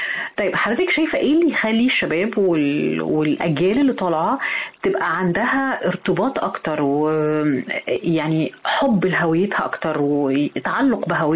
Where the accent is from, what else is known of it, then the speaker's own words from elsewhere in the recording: Egypt; طب انت شايفة احنا فين كمصريين